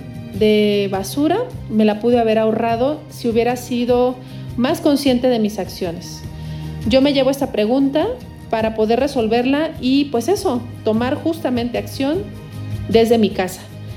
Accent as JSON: {"language": "Spanish", "country": "Mexico", "said": "cada uno de nosotros como mexicanos, como habitantes de este planeta"}